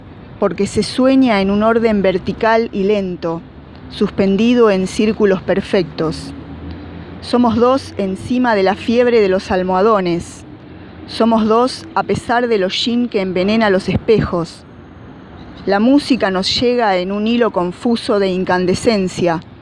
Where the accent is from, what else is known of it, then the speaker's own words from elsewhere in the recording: Mar del Plata, Buenos Aires Province, Argentina; soy de Mar del Plata.